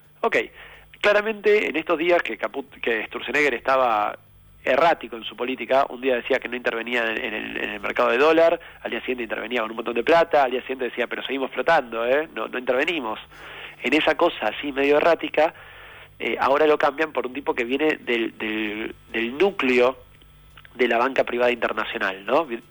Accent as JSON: {"language": "Spanish", "country": "Argentina", "said": "como argentinos y argentinas, decidimos votar un gobierno distinto"}